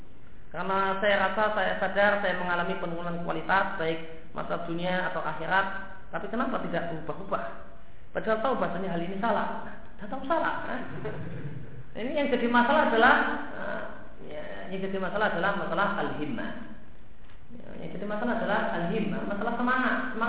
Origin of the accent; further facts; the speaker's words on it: Lampung, Indonesia; tempat saya dulu waktu kecil di Lampung